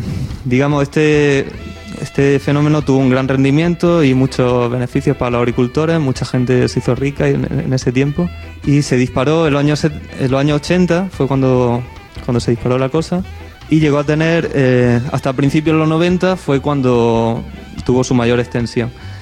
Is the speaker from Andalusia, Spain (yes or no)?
yes; Almería, Andalusia, Spain; soy de Almería y este año y el año pasado hemos estado en algunos conflictos urbanísticos que han ocurrido allí.